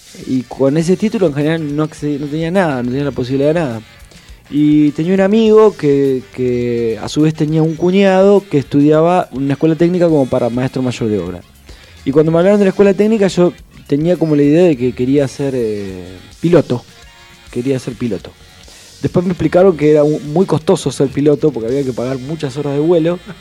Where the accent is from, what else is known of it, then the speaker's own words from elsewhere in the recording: Isidro Casanova, Buenos Aires Province, Argentina; Y viví hasta los 25 años en Isidro Casanova.